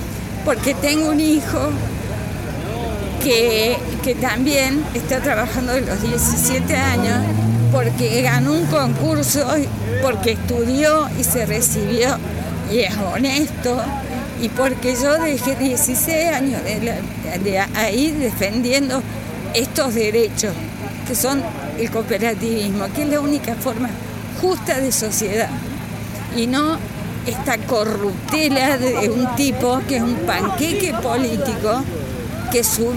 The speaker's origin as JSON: {"language": "Spanish", "town": "Carlos Paz", "region": "Córdoba", "country": "Argentina", "tie": "born or raised there", "said": "nacida y criada en Carlos Paz"}